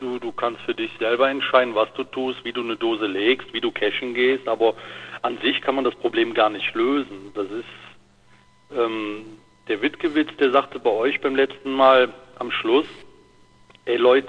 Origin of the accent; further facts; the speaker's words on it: North Rhine-Westphalia, Germany; Wir haben hier direkt einen Kreis Aachen, wo ich herkomme, und angrenzend direkt den Kreis Düren.